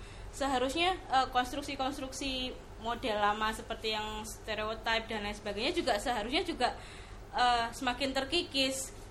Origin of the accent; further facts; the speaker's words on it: Ambarawa, Central Java, Indonesia; seperti yang ronde itu saya kalau di saya kampung saya Ambarawa, Semarang.